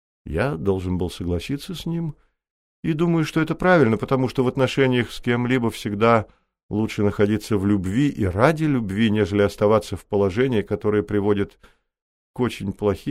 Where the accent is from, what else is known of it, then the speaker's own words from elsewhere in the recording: United States; Я вырос в Америке и с раннего детства очень любил джаз. То были 40-е годы